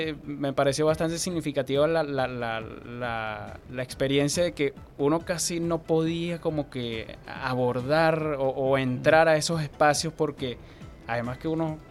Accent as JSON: {"language": "Spanish", "town": "Caucagüita", "region": "Miranda", "country": "Venezuela", "said": "Yo no soy de Valle Vivo como tal, ¿no? Uh-huh. Soy de la parroquia Caucahuita."}